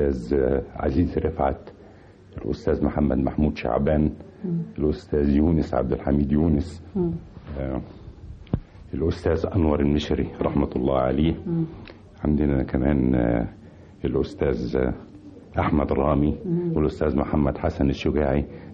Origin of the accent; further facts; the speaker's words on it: Helwan, Cairo Governorate, Egypt; also born or lived in Tanta; وولدت في مدينة طنطا، لكن ما بقتش فيها كتير. رجعنا يعني كان في ظروف صحية لوالدي، فخدنا كان يجب أن يستشفى في مدينة حلوان، فجينا مدينة حلوان.